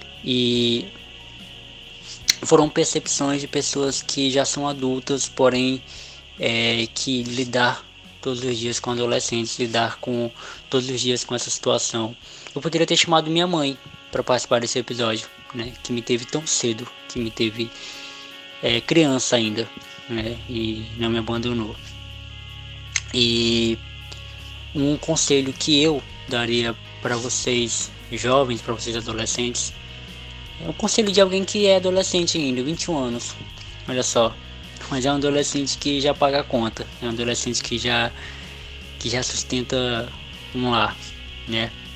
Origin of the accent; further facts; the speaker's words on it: Acre, Brazil; Eu e a Mauriane somos do Acre